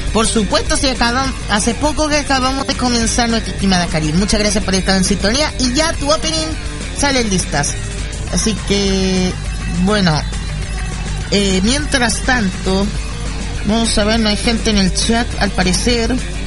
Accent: Chile; Sí, soy chileno, mi estimada Karin. Sí, soy chileno.

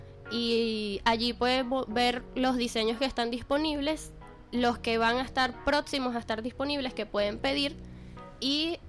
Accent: Venezuela; conecta a las personas con nuestras raíces ancestrales como venezolanos

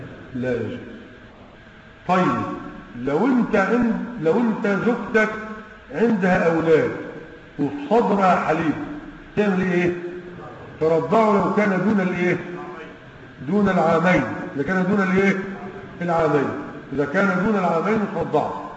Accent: Egypt; واحنا عندنا في مصر هنا تقريبا 160 جنيه

